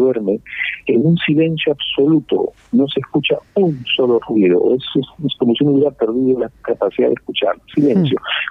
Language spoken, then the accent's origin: Spanish; Lima, Peru; born there; mis padres que son andinos, aunque yo nací en Lima, mi madre es quechua hablante, en la cultura del sur del Perú, el Cusco, el quechua, habla el quechua del sur, mi padre fue quechua hablante del centro